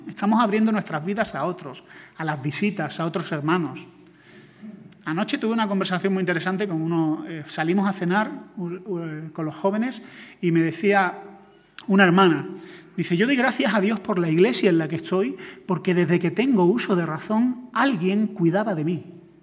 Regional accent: Granada, Andalusia, Spain; also born or lived in Sevilla; now in Madrid, Spain; Yo vengo de una ciudad pequeña, o sea, yo soy de Granada, viví en Sevilla, y Andalucía es muy diferente a Madrid.

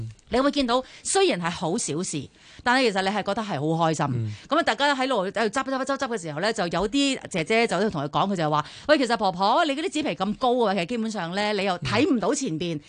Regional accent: Hong Kong; 我哋香港人系一定系会能够发挥到嘅

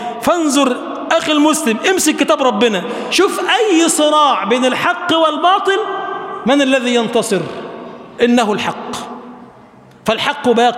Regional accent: Egypt; اجعل بلدنا مصر بلدا آمنا مطمئنا

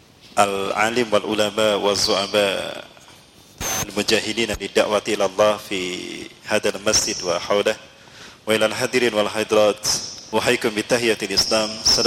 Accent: Bandung, West Java, Indonesia; asli dari Bandung. Ibu saya orang Dayakolot, ayah saya Bandung tapi keturunan Padang. Kakek saya dari jalur ayah ini orang Bukit Tinggi, Sungai Puar. Sungai Puar, Bukit Tinggi. Jadi ada darah Padang dalam diri saya.

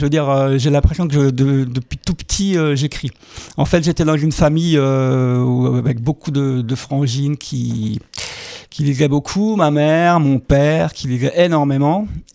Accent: Grand Est, France; je viens du Bas-Rhin. Un petit village situé à 20 km à l'ouest de la capitale, Strasbourg.

